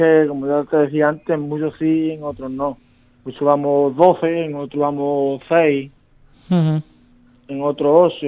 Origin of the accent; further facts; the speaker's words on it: Algar, Andalusia, Spain; Sí, somos 6 jugadores de Algar.